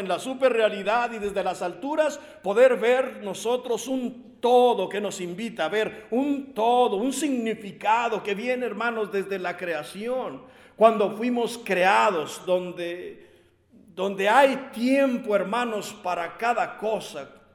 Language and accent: Spanish; Mexico; nuestro himno nacional mexicano, de los que somos mexicanos